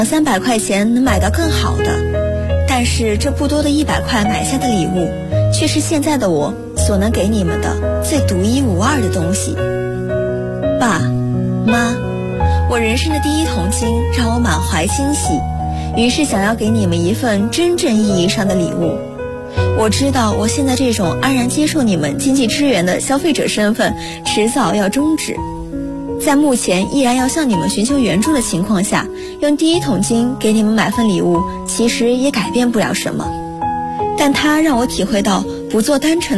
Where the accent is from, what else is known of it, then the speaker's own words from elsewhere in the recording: Hengyang, Hunan, China; now in Nanjing, China; 来自湖南衡阳。我在南京大学，距离我的家乡1076公里